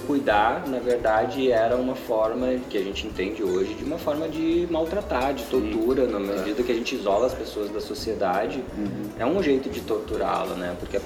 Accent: Vitória, Espírito Santo, Brazil; now in Porto Alegre, Brazil; Eu atuei como redutor de danos em Vitória, no Espírito Santo, que é minha cidade natal.

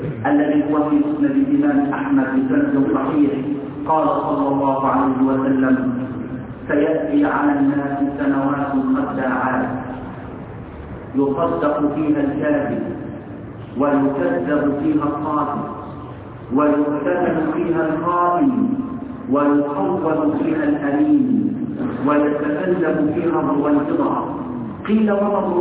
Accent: Egypt; اللهم اصلح حال بلدنا مصر

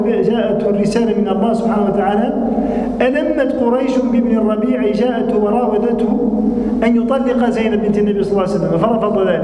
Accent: Tunisia; كما عندنا في تونس الآن في بعض الحالات العقد المدني الآن مثلا يخالف الشريعة في كثير من الأمور

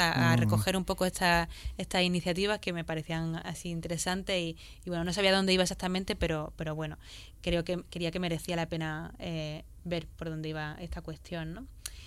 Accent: Granada, Andalusia, Spain; yo me crié en Granada también

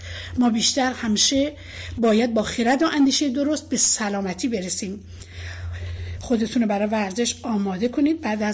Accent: Iran; تلاش و کوشش ما به عنوان یک ایرانی برای سازندگی بهتر در جامعه است

